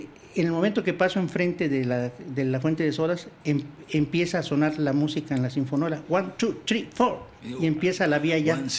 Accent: Acapulco, Guerrero, Mexico; Sí, soy de allá de Acapulco, en Acapulco.

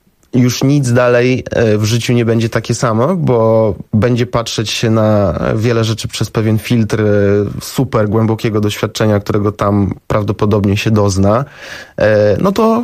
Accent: Warsaw, Masovian Voivodeship, Poland; Ja wychowałem się w Warszawie

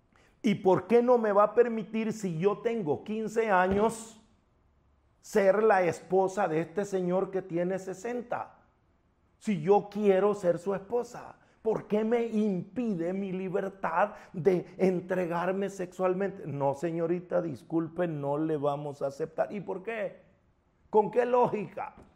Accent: El Salvador; El país de donde yo vengo, donde yo nací, El Salvador, tiene una ley que se llama LEPINA

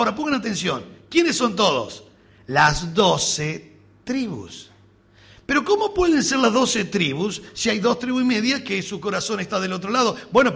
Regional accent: Uruguay; como uruguayo que soy y racionalista que somos, somos pensadores.

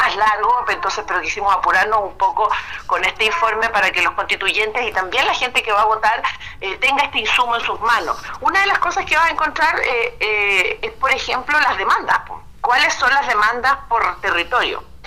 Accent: Chile; la necesidad que tenemos como chilenos de escucharnos entre nosotros mismos

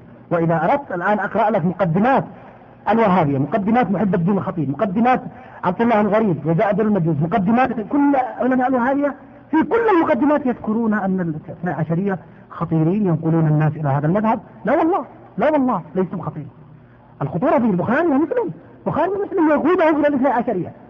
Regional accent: Yemen; عندنا في اليمن

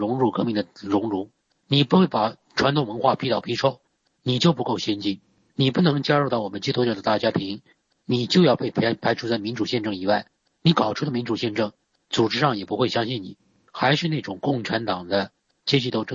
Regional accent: China; 我们中国人的特点啊，

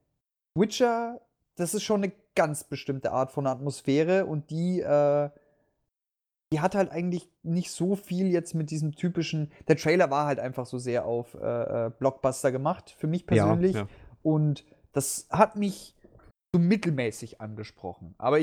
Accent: Bavaria, Germany; im Westen, ich komme ja aus Bayern, ist mir das nie so aufgefallen.

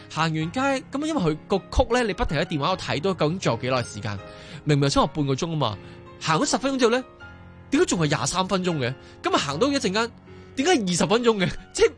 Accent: Hong Kong; 我发觉作为香港人嘅我哋，真系有时系太急啦

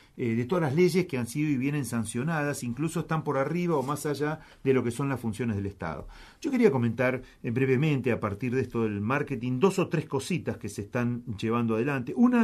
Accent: Buenos Aires, Argentina; todas las expectativas que nosotros como porteños podemos tener

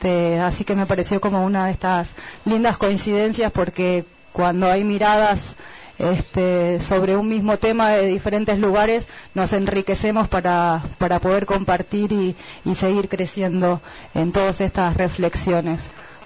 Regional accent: Mendoza, Argentina; vengo desde Mendoza.

